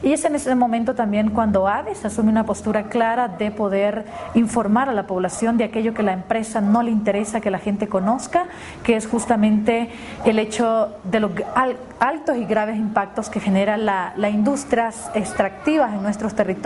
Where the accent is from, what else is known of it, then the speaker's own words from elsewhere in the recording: El Salvador; soy de El Salvador